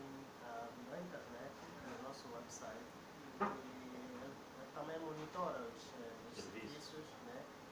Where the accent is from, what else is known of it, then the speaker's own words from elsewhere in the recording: Angola; o mais importante é nós, como angolanos, olharmos a realidade